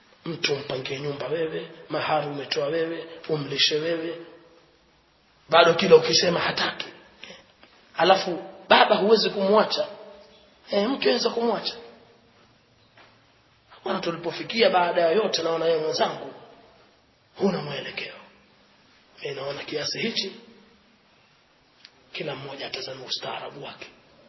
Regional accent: Pangani, Tanga Region, Tanzania; Sisi tumekulia kule kwetu liko kuna baraka. Samaki wenda hapo tu waje na chombo kimejaa masamaki. Leo si mchezo. Nazi ilikuwa hivi, watu kutoka Mombasa walipata nazi Pangani.

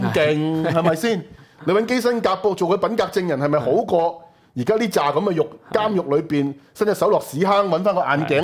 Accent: Hong Kong; 我說有些事我們香港人是不適合做的

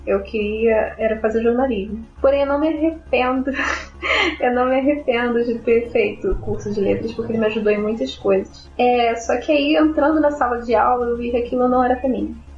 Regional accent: Rio de Janeiro, Brazil; sou do Rio, como ele falou.

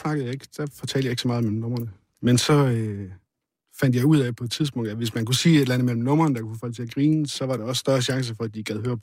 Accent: North Denmark Region, Denmark; Jeg kommer selv fra Nordjylland

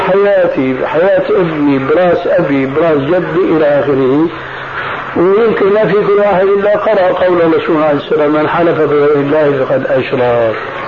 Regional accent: Levant, Syria; ونحن عندنا في الشام

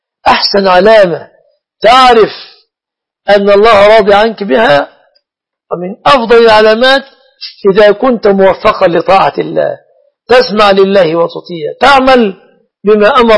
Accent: Egypt; أنا مصري يا سارة، لست من أهل السعودية

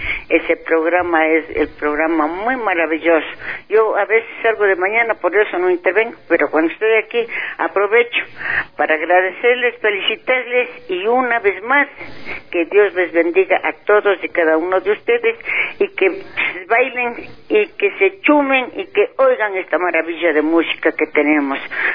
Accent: Ecuador; esas preciosas letras hacia nosotros como ecuatorianos y como de la tercera edad

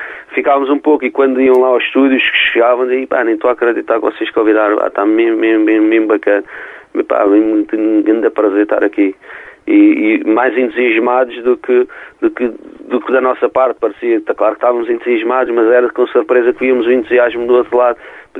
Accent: Alcântara, Lisbon, Portugal; porque somos de Alcântara e íamos uhum. a pé para o Johnny Guitar, e passávamos lá sempre, tínhamos, era 16 aninhos na altura.

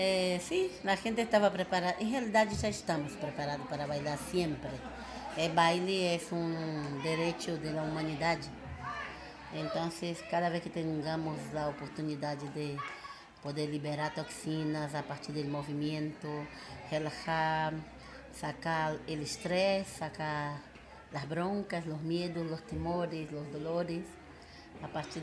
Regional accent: Salvador, Bahia, Brazil; now in Altagracia, Argentina; Yo vengo de Salvador de Bahía.

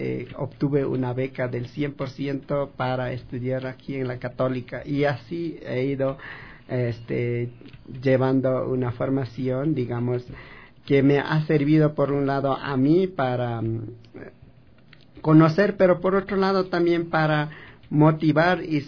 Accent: Chimborazo, Ecuador; Mi comunidad se llama Bayubuk. Es una comunidad jurídica pequeña

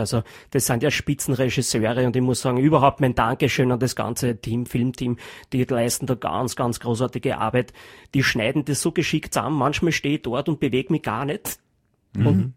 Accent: Austria; Da ist man, glaube ich, als Geheimagent, als Österreicher schon einmal sehr gut ausgestattet.

